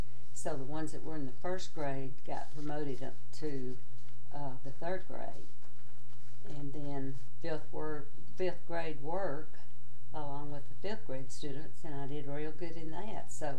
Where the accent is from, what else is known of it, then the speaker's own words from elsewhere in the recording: Weirgate, Texas, United States; also born or lived in Burkeville / Newton; My first few years, I grew up in Weirgate, where my dad worked at Weir Longleaf Lumber Company. And when I was about, 9 years old, I think, we moved to Burkeville